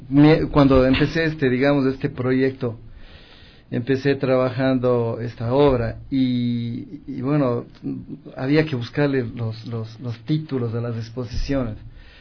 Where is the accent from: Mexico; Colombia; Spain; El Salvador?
Mexico; moved away; Le comento que yo vine de México hace, sí, más o menos 4 años.